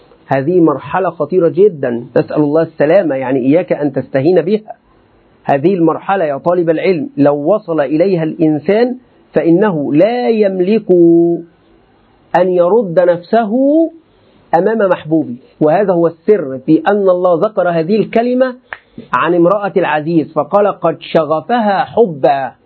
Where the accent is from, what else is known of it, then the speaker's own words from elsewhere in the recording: Egypt; ولذلك حتى عندنا في مصر إلى الآن